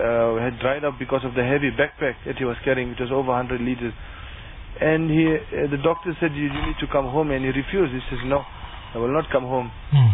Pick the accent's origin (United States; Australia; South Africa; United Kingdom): South Africa; Bethal, Mpumalanga; I'm from Bethal.